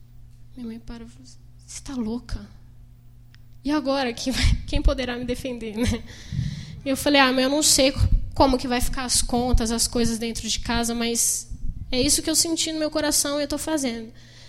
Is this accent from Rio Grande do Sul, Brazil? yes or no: no; São Paulo, Brazil; eu vim da Zona Leste, lá da ZL, né? Ali perto do Rio Tietê, estudei em escolas públicas, não sei falar inglês